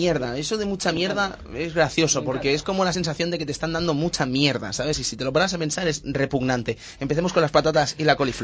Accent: Catalonia, Spain; eso en mi pueblo, que es Cataluña, es un auténtico timo

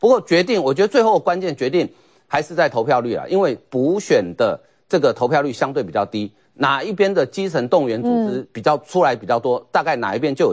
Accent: Taiwan; 其实我们台湾人常讲

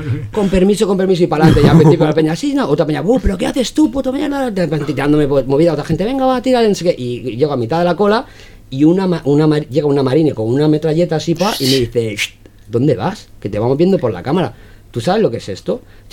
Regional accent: Spain; soy español, tengo pasaporte español

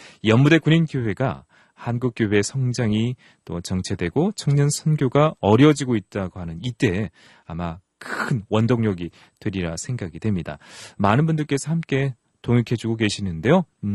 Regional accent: Nonsan, South Chungcheong, South Korea; 저도 논산 출신인데요.

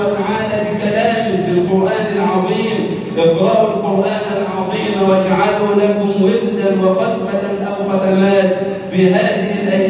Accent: Egypt; اللهم اجعل بلدنا مصر أمنا أمانا

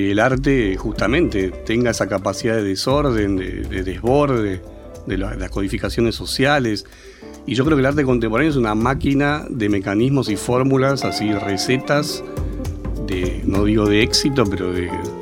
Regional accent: Buenos Aires, Argentina; lo que más me angustia es somos los porteños, los pobladores

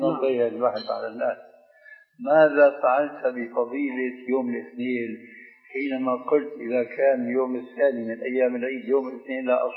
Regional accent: Syria; بس بدنا كما يقولون عندنا في الشام بدنا نصفح

